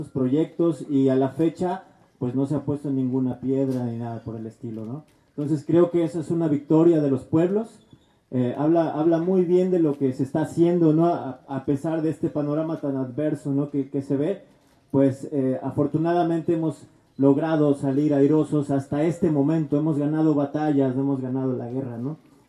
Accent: Jalcomulco, Veracruz, Mexico; nosotros pensamos así, allá en mi pueblo, en Jalcomulco, tenemos un dios del río también, se llama Cuatachica.

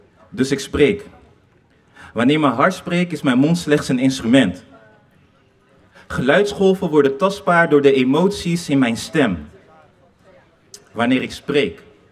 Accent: The Hague, South Holland, Netherlands; Ik ben geboren in Den Haag, maar mijn roots liggen in de Democratische Republiek Congo. Ondanks dat ik in Den Haag ben opgegroeid, heb ik altijd een stukje van Congo in mijn hart.

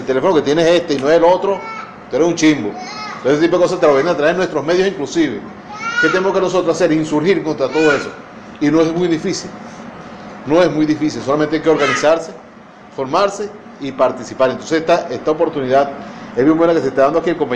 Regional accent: Venezuela; Somos venezolanos, somos caribeños.

